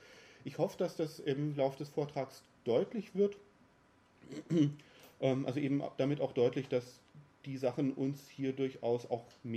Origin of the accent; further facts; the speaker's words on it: North Rhine-Westphalia, Germany; als in NRW zum Beispiel, wo ich herkomme